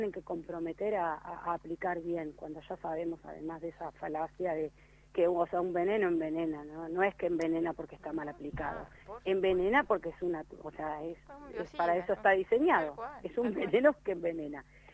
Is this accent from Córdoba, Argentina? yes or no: no; Pergamino, Buenos Aires Province, Argentina; yo voy a delatar toda mi edad, digo, desde el manual bonaerense, yo soy nacida y criada en Pergamino